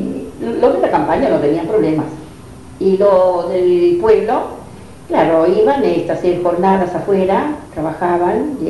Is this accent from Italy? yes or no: yes; Sant'Angelo, Italy; born there; Spanish is a second language; moved away; de Sant'Angelo Invado. Yo nací a Capallardo, Sant'Angelo, y nací y salí de Sant'Angelo.